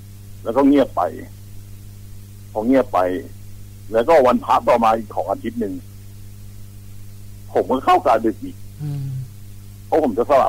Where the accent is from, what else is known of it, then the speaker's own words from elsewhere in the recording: Sing Buri, Thailand; ผมก็เป็นคนสิงห์บุรีครับ